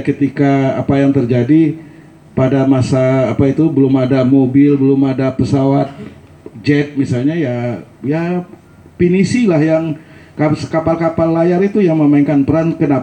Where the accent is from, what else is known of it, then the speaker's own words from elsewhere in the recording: West Sumatra, Indonesia; Saya orang Minang, istri saya orang Sunda. Sudah 35 tahun, Alhamdulillah sampai sekarang nggak bisa bahasa Sunda.